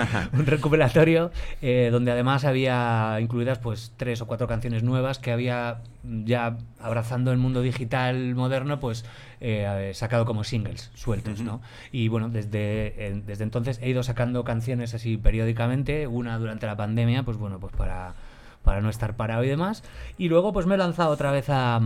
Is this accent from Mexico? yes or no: no; Madrid, Community of Madrid, Spain; also born or lived in England; yo como tantos otros vengo del prolífico barrio de la Alameda de Osuna. de una época donde, no sé, habría poca tele, somos muchos de ahí. Uh-huh. Y luego me pegué un viaje a Inglaterra que duró 10 años